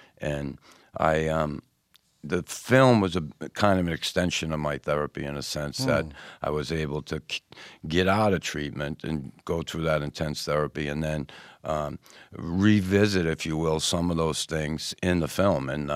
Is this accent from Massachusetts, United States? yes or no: yes; Boston, Massachusetts, United States; my whole life growing up in Boston, where I grew up in the neighborhood, and during hockey, I always had to have the armor on.